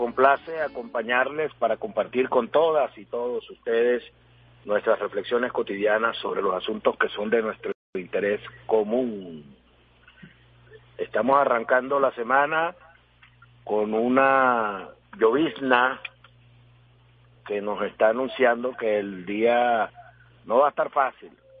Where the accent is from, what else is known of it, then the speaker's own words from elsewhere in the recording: Venezuela; como somos los venezolanos, dispuestos al trabajo cotidiano